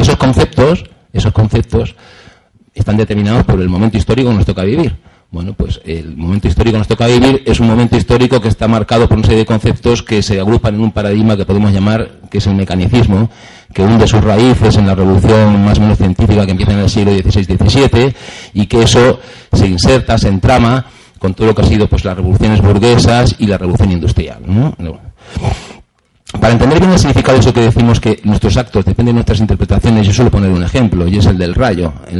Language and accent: Spanish; Region of Murcia, Spain; cerca de mi pueblo, un pueblo que está allí en las orillas del Mar Menor